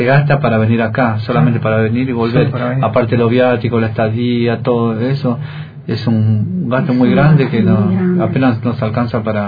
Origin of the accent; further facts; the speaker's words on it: Buenos Aires, Argentina; also born or lived in Jujuy; Nosotros somos de Buenos Aires, somos nacidos en Jujuy, pero estamos viviendo en Buenos Aires, estamos viviendo ahora, más precisamente en Bajo Flores, en la mediación de la Villa 1114.